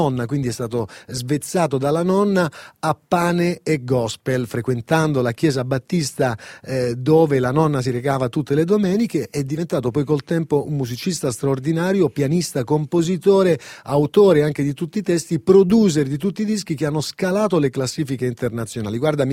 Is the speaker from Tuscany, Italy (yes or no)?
no; Calabria, Italy; Io peperoncino sono, calabrese.